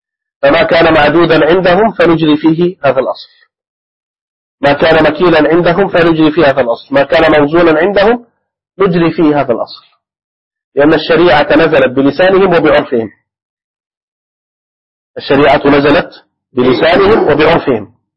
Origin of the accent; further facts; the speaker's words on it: Egypt; عندنا في مصر مثلا ما القوت؟ خبز. القوت عندنا هنا الخبز